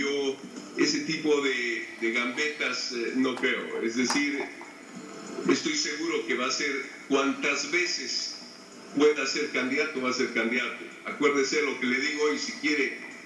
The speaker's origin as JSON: {"language": "Spanish", "country": "Bolivia", "said": "espero verlos pronto a los bolivianos, pero yo en mi país."}